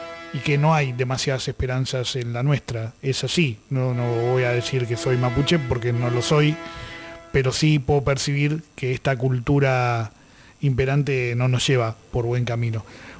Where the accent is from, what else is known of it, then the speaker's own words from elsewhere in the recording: Argentina; que no soy mapuche, me vaya de acá de Mataderos y que vengan ustedes? ¿Ustedes quieren echarnos a todos los que nos reconocemos como argentinos?